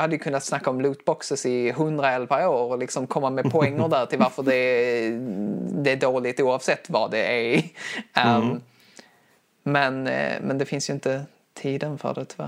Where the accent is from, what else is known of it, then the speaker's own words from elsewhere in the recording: Skåne, Sweden; accent: Scanian; Det är min skånska som